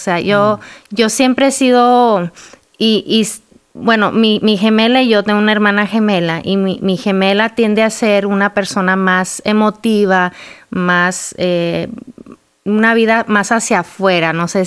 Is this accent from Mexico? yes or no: yes; Durango, Mexico; yo nací, mi hermana y yo, mi hermana gemela y yo nacimos en Durango, México. Crecimos ahí, salí yo a estudiar la universidad, me caso con un hombre guapo, griego, americano, y me lo llevo a Durango otra vez.